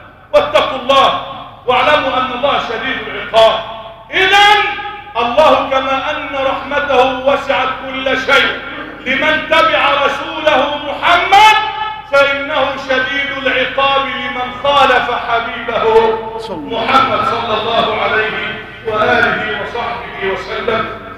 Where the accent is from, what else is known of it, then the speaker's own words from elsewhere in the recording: Egypt; اللهم احفظ بلدنا مصر